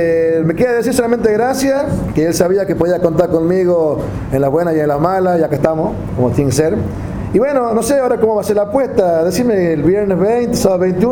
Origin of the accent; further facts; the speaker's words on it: La Rioja, Argentina; Para mí es un honor y un orgullo como riojano de cantar